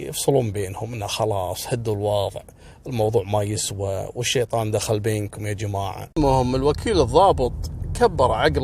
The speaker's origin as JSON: {"language": "Arabic", "country": "Kuwait", "said": "وعلى فكرة ترى احنا عندنا في الكويت التعامل العسكري"}